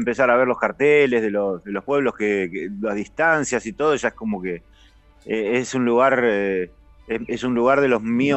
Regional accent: Martín Coronado, Buenos Aires Province, Argentina; Yo me crié en la zona oeste, cerca del Palomar, un pueblo que se llama Martín Coronado.

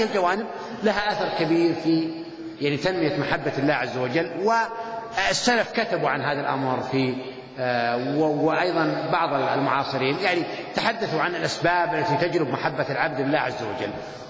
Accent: Saudi Arabia; بس هو مطبوع عندنا في السعودية

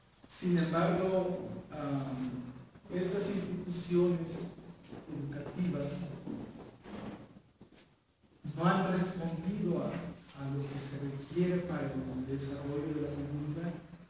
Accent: San Pedro Comitancito, Oaxaca, Mexico; Yo vengo de San Pedro Comitancito, mismo de Comanupé, a una hora de Chicano, una referencia.

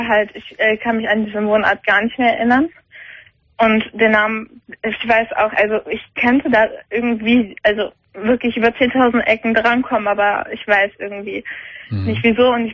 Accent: Germany; ich bin Deutsche

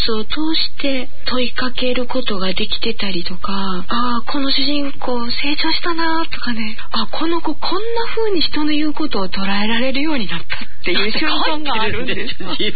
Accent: Osaka, Japan; 江戸言葉って私は大阪人なので、江戸弁っていうのは体の中にないわけですよ。

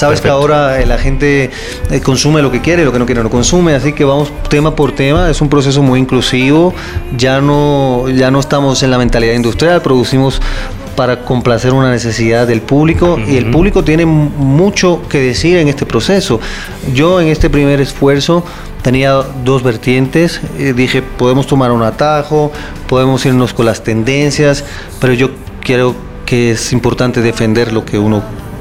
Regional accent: Puerto Rico; Yo soy puertorriqueño.

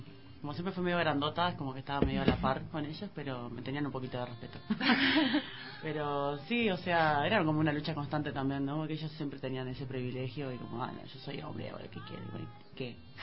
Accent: Mar del Plata, Buenos Aires Province, Argentina; en la ciudad de Mar del Plata, que es de donde soy, que yo jugué como 13 años

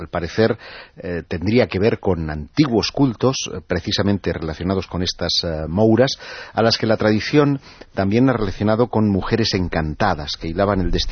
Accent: Catalonia, Spain; Bueno, por hablar de mi tierra, en toda la zona de la Ampurdana hay 150 megalitos

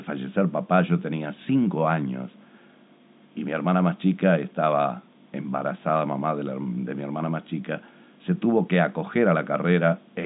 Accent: Mercedes, Soriano, Uruguay; Entonces se jubila y nos venimos para la ciudad de Mercedes.

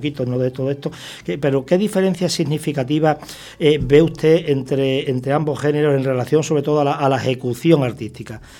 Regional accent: Badajoz, Extremadura, Spain; Bueno, yo vivo en Badajoz capital, en mi ciudad natal, a 60 kilómetros.

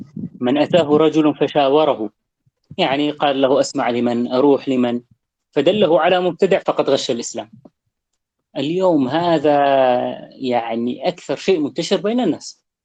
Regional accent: Syria; نحن عندنا في سوريا من لباسنا

